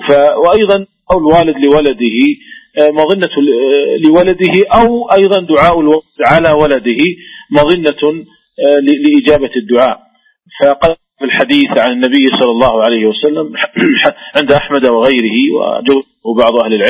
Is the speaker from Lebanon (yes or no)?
no; Saudi Arabia; وذلك لأن الشركات عندنا في المملكة العربية السعودية تخرج الزكوات